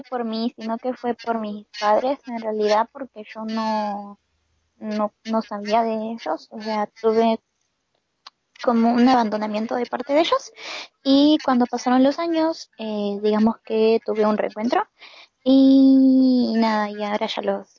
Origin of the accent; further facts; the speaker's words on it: Peru; now in Argentina; Digo, yo soy peruana, pero vivo en Argentina. Soy peruana con descendencia japonesa, pero actualmente vivo en Argentina.